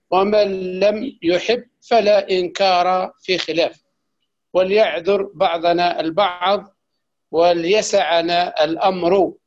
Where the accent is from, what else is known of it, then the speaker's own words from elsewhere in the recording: Algeria; نعم من الجزائر